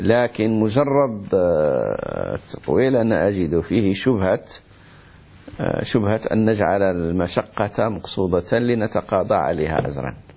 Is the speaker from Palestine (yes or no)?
no; Morocco; هذه قاعدة كما يقول عندنا في المغرب، زيد دقيق زيد الماء